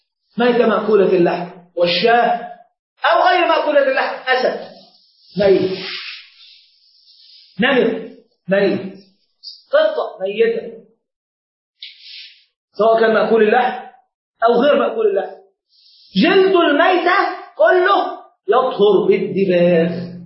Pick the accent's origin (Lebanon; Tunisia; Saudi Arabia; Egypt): Egypt; عندنا في مصر ما يأكلونه.